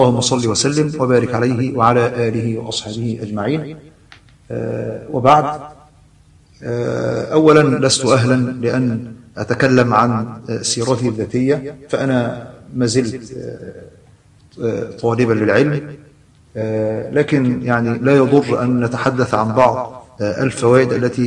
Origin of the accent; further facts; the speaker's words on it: Alexandria, Alexandria Governorate, Egypt; ونشأت وترعرعت في محافظة الإسكندرية، وكنت ولدت في حي يسمى حي الجمرك بالإسكندرية، وهو حي مشهور من أقدم الأحياء في محافظة الإسكندرية، وقد مكثت منذ الصغر عند جدتي لأمي، ثم انتقلنا بعد ذلك إلى منطقة